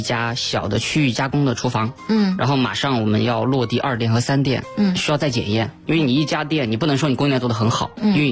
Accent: Sichuan, China; 我四川人嘛，在四川我们做餐饮做了小100年了

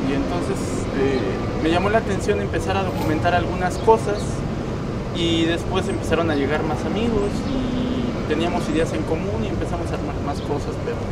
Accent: San Francisco Tecoxpan, Mexico City, Mexico; Soy de San Francisco Tecoxpan, delegación Milpalta.

